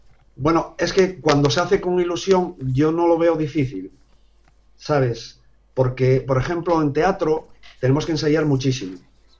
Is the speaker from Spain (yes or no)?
yes; Gijón, Asturias, Spain; Soy de Gijón, Asturias.